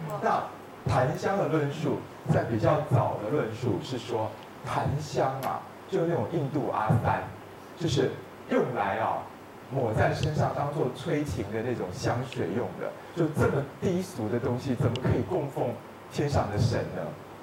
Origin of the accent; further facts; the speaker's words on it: China; 就像我们中国人传抄上的错误是